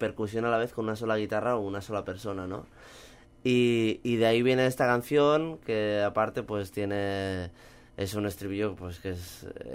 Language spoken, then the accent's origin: Spanish; Catalonia, Spain; nosotros venimos de Cataluña, que es la cuna de la rumba catalana.